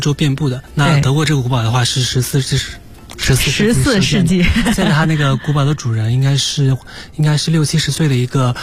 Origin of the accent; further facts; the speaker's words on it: Sichuan, China; 不好意思，我是四川人。